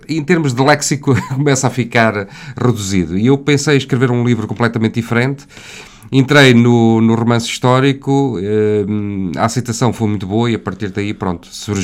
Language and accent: Portuguese; Covilhã, Castelo Branco, Portugal; Venho da Covilhã e já fui jornalista durante uns anos